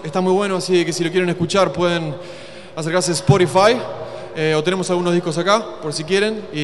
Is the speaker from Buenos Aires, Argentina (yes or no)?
no; Santa Fe, Argentina; Somos de Santa Fe